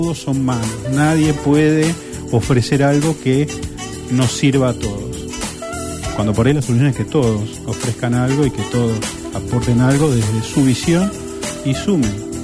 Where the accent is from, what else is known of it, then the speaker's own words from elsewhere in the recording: Argentina; Somos argentinos. Los argentinos pueden hacer cualquier cosa.